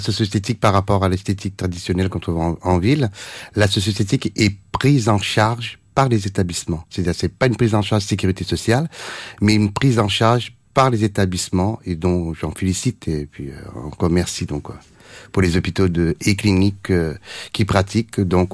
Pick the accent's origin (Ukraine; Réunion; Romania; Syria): Réunion; moved away; en tant que réunionnais, donc revenir dans mon île natale au bout de 30 ans